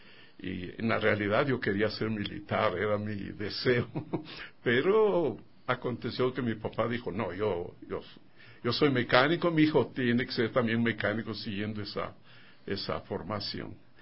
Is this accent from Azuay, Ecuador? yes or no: no; Quito, Pichincha, Ecuador; tal vez la forma como aconteció mi infancia es de todo mundo aquí en Quito, ¿no? Yo nací en San Juan